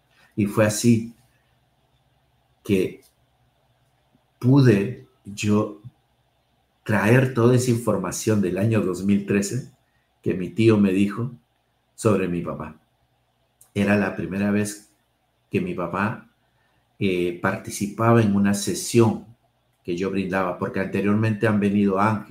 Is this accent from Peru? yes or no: yes; Lima, Peru; born there; mi papá de la zona de la selva, mi papá de la zona andina, yo nací aquí en Lima, mis hermanos nacieron en Lima